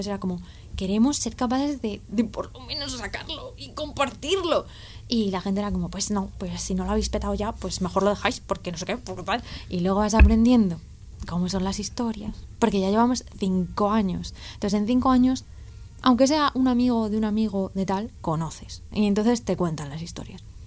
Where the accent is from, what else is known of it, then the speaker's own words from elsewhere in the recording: Rivas-Vaciamadrid, Community of Madrid, Spain; soy de Rivas